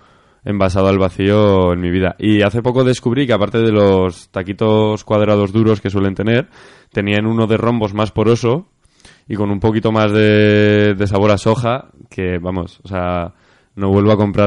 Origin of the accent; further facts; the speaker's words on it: Zaragoza, Aragon, Spain; en mi barrio, en Torrero, yo soy de Torrero, me gusta hablar mucho de mi barrio